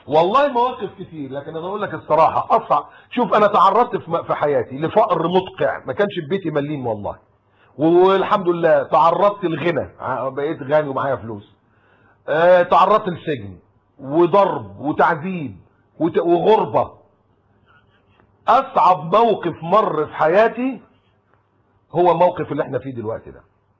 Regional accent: Egypt; ان انا مصري

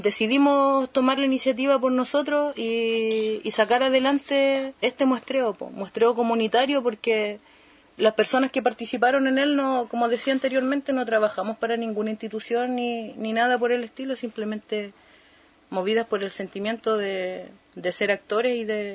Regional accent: Puerto Cisne, Aysén, Chile; Soy de Puerto Cisne

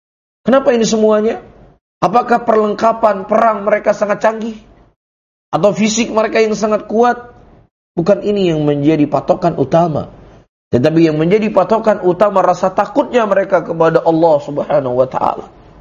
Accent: Indonesia; Mereka orang Arab, kita orang Ajam. Kita orang Indonesia.

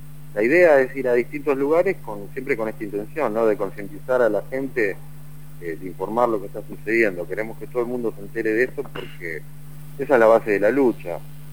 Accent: Argentina; somos todos los argentinos los que nos estamos alimentando a base de transgénicos

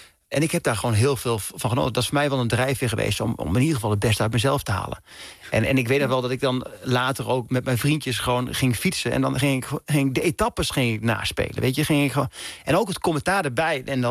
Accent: Dalfsen, Overijssel, Netherlands; zelfs die kleine jongen uit Dalfsen, die kan

